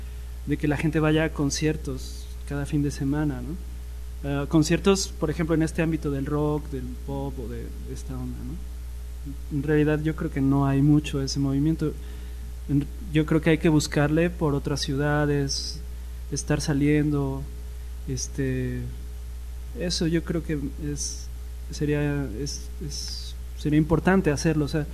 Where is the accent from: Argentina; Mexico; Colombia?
Mexico; Xalapa, Veracruz; yo crecí aquí en Jalapa, en los potreros, o sea, había potreros en muchas partes, ¿no? Uh-huh. Jugábamos fútbol y había vacas ahí en los terrenos baldíos